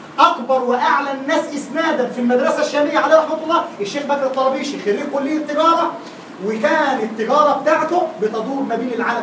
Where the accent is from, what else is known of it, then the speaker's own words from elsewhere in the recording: Egypt; وضحت ان الشيخ عندنا في مصر مهزقه